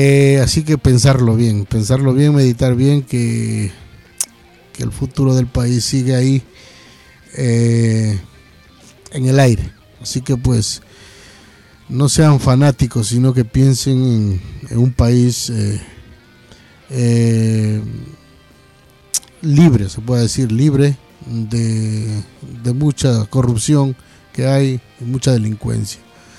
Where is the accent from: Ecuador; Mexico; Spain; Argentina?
Ecuador; moved away; a nosotros por acá como ecuatorianos que estamos en tierras lejanas.